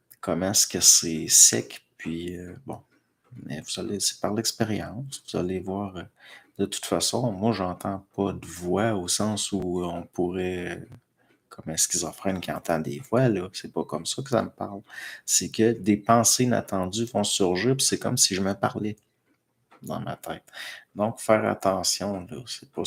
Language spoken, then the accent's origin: French; Pierreville, Quebec, Canada; Moi, chez nous, à Pierreville